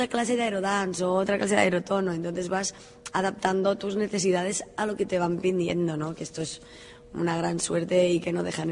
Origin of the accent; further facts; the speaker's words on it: Girona, Catalonia, Spain; De Girona.